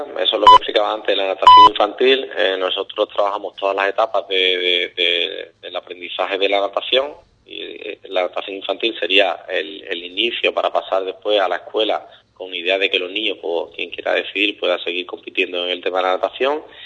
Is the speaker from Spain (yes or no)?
yes; Ubrique, Andalusia, Spain; yo soy de Ubrique.